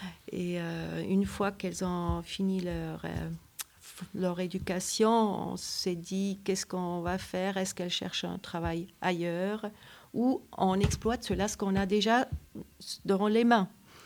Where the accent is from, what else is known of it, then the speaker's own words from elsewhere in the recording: German-speaking Switzerland, Switzerland; now in France; nous venons de la Suisse alémanique. Mais ça fait déjà presque 30 ans qu'on est ici en secondaire et principal.